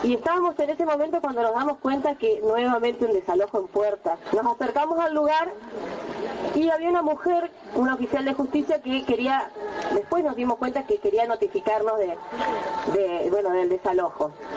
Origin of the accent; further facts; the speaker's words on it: Neuquén, Argentina; Yo vengo de la provincia del Neuquén, en donde el pueblo mapuche hoy está resistiendo al avance de la explotación petrolera.